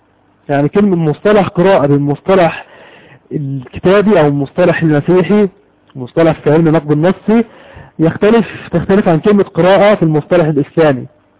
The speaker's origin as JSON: {"language": "Arabic", "country": "Egypt", "said": "عندنا في مصر كتب مجموعة من الناس"}